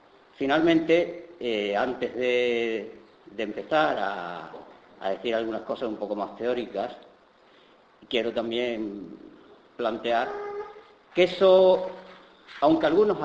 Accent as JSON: {"language": "Spanish", "region": "Andalusia", "country": "Spain", "said": "porque soy malagueño"}